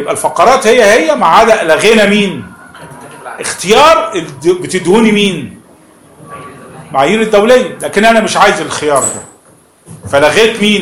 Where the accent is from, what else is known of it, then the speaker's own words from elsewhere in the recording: Egypt; من القديم حتى عندنا في مصر